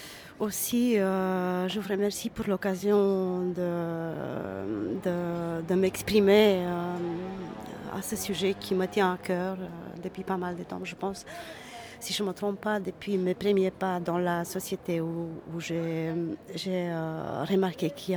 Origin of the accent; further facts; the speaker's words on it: Romania; now in Belgium; que ce soit dans la société roumaine où je suis née, j'ai grandi, ou ici en Belgique